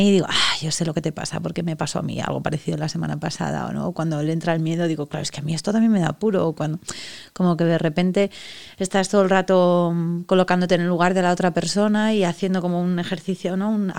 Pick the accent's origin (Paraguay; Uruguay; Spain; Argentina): Spain; Andorra, Aragon; soy de un pueblo de Teruel y soy de Andorra, y entonces bueno, en mi pueblo no hay universidad, y con 18, 19 años me fui a estudiar a Zaragoza